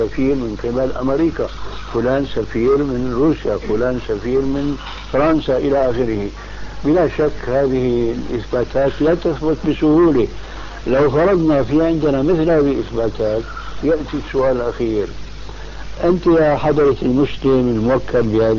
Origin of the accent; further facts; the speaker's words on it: Damascus, Damascus Governorate, Syria; المهم كان عندنا في دمشق شيخ طابق